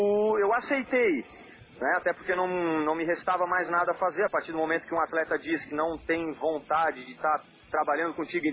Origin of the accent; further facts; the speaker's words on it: Florianópolis, Santa Catarina, Brazil; also born or lived in Porto Alegre; eu sou nascido no Rio Grande do Sul, Porto Alegre, mas moro em Florianópolis, Santa Catarina, desde um ano de idade. Então eu sou sem sotaque mesmo.